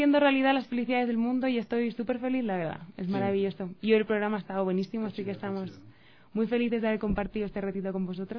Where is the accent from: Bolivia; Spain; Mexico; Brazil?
Spain; mi acento delata que soy del viejo continente, soy española.